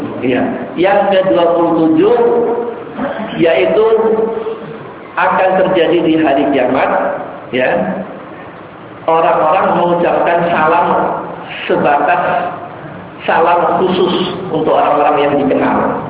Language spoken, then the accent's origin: Indonesian; West Nusa Tenggara, Indonesia; Kalau antum ke daerah saya di sana di Sasak itu masih terlihat peristiwa ini